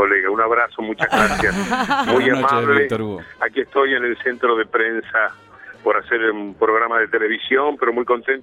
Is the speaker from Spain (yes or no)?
no; Cardona, Soriano, Uruguay; Yo tenía desde mi pueblo oriental de Cardona una gran fascinación por todo lo que era Buenos Aires.